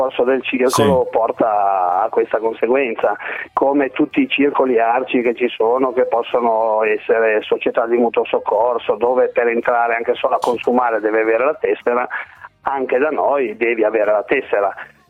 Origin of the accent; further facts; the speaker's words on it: Liguria, Italy; anche se siamo liguri, non è tanto risparmio